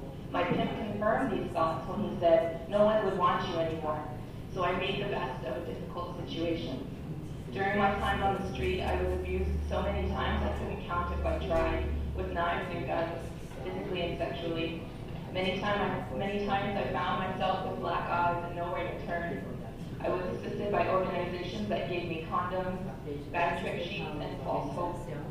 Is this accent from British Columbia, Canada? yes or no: yes; British Columbia, Canada; I come from the Thompson Nation in the southern interior of British Columbia, Canada.